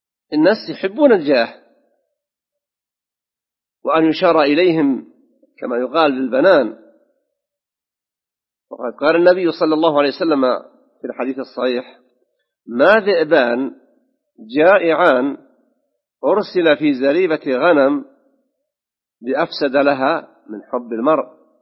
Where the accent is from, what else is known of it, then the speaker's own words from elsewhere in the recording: Saudi Arabia; في بلادنا المملكة العربية السعودية خاصة